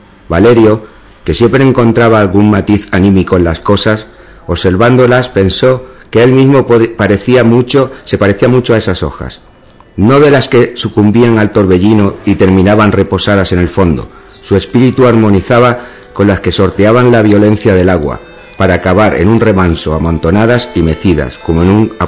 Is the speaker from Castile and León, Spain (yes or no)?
no; Ubrique, Andalusia, Spain; digo, mi juventud la pasé aquí, mi infancia y bueno, y el arraigo que tengo a Ubrique lo considero mi pueblo, ¿no? Las montañas estas las llevo muy presentes siempre